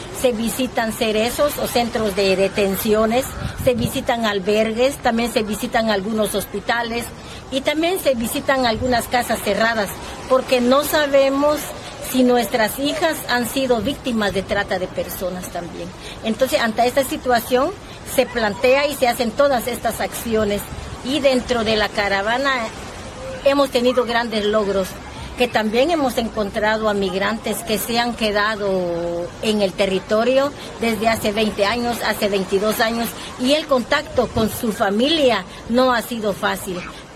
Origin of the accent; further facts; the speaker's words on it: Guatemala; soy Maya Cachiquel de Guatemala.